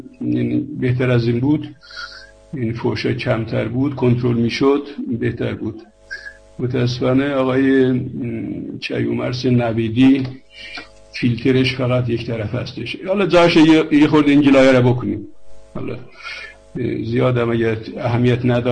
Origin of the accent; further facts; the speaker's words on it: Iran; moved away; ایران چه بودیم تا دیپلم فارسی خوندیم، دانشگاهش انگلیسی خوندیم، بعدم اومدیم چه اروپا، اونم در زبان مادری نبود